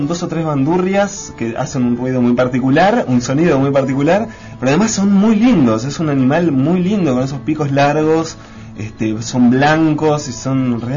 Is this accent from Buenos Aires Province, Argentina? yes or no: no; Bariloche, Río Negro, Argentina; yo soy del sur, o sea, soy de la Patagonia, y en Bariloche puntualmente, en mi barrio